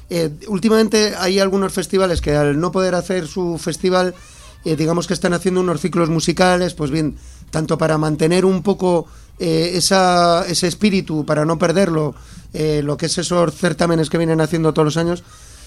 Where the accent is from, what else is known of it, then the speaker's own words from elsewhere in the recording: Ourense, Galicia, Spain; Sí, hombre, y aparte soy de Orense, joder.